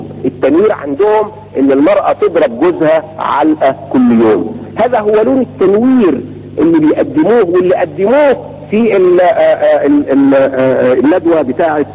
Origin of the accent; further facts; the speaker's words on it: Cairo, Cairo Governorate, Egypt; آخر ما صنعوا عندنا في القاهرة